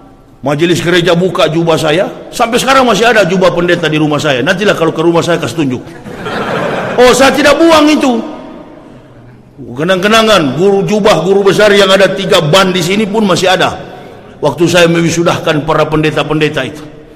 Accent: Manado, North Sulawesi, Indonesia; Coba buka kampung halaman saya Manado, beda dengan Sumatera Utara.

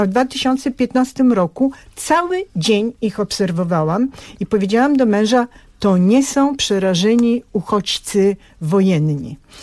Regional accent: Bulgaria; Ja pochodzę z Bułgarii, co roku ja tam jeżdżę.

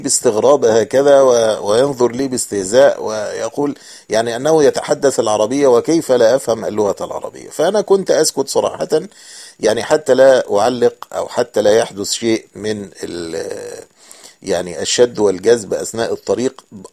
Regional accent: Egypt; فلاحظوا أن لهجتي أو شكلي يعني مختلفا عن بقية الركاب، فسألوني من أين أنا، فأخبرتهم أني مصري

